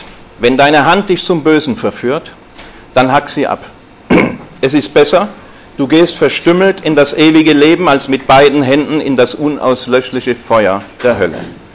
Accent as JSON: {"language": "German", "town": "Stuttgart", "region": "Baden-Württemberg", "country": "Germany", "said": "Ich komme ja aus Stuttgart."}